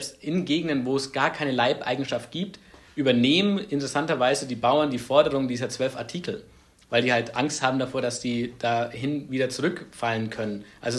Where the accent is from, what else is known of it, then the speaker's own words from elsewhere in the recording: Ansbach, Bavaria, Germany; in der Region, wo ich herkomme, in Ansbach